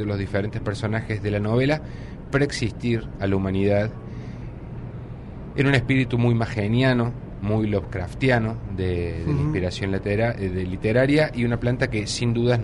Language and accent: Spanish; Córdoba, Argentina; yo vengo de Córdoba, yo estudié letras.